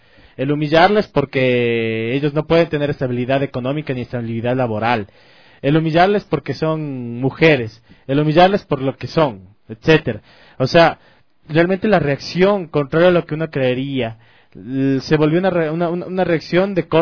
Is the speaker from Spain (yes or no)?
no; Ecuador; nos devela a nosotros como ecuatorianos, de nosotros como sociedad